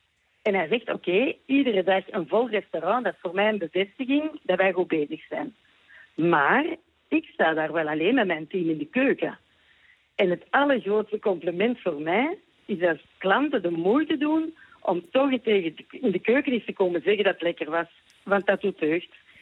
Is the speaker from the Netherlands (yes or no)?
no; Flanders, Belgium; Ik weet niet hoe dat zit in Nederland, maar bij ons in Vlaanderen zitten alle restaurants opnieuw bomvol.